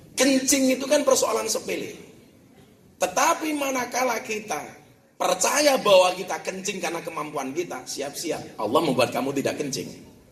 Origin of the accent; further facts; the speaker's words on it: Lampung, Indonesia; born there; saya aslinya Ponorogo, lahir di Lampung. Puja Kesuma lah, putra Jawa kelahiran Sumatera.